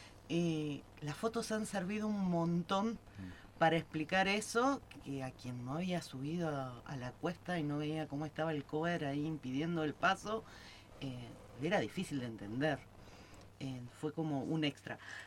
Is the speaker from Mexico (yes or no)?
no; Buenos Aires, Argentina; Y claro, por ahí yo vengo de Buenos Aires y se lo intentaba contar